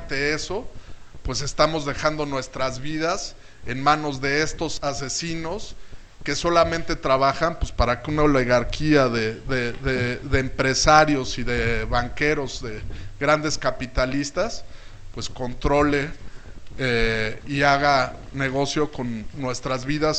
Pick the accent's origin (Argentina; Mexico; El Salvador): Mexico; Ya ese derecho lo estamos perdiendo como ciudadanos mexicanos